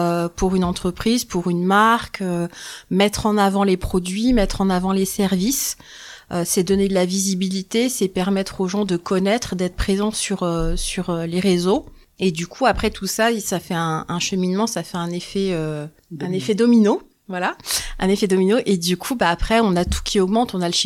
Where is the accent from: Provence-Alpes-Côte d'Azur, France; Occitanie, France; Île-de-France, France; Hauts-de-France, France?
Île-de-France, France; now in Remiremont, France; Je suis originaire d'Île-de-France. Et en fait, ça fait quelques temps qu'on voulait déménager et on a sauté le pas en octobre 2022 et du coup, on est venu emménager à Remiremont.